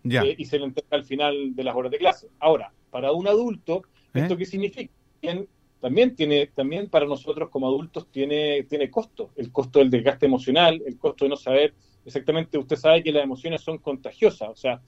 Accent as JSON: {"language": "Spanish", "country": "Chile", "said": "nosotros somos los chilenos con la emoción a flor de piel."}